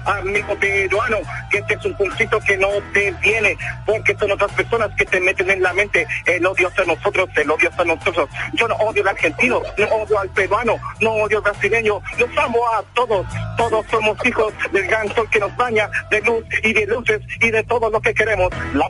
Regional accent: Chile; No tenemos que tener nosotros como chilenos, tenemos que asustarnos

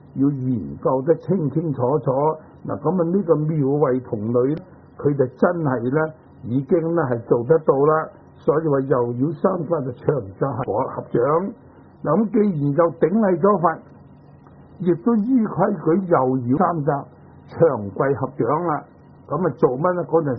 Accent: China; 咁我哋中国人咧，所谓文人嘅品性啊，唔中意繁复嘅

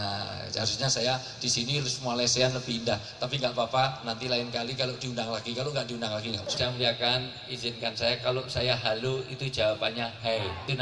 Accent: Java, Indonesia; karena saya asli orang Jawa

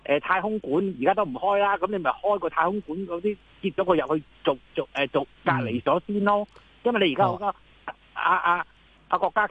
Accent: Hong Kong; 咪大陸開始唔俾我哋香港人過大陸都要檢疫14日囉。

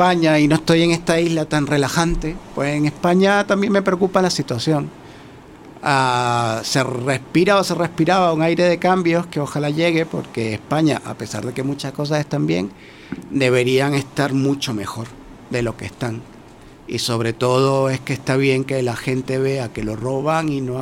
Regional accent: Vargas, Venezuela; also born or lived in Caracas; Ahí crecí yo, entonces yo sí nací en Caracas, pero de donde me crié es ahí en el estado Vargas, frente al mar Caribe.

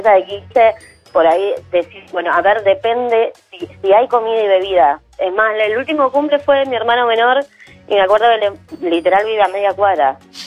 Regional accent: Argentina; O sea, somos argentinos.

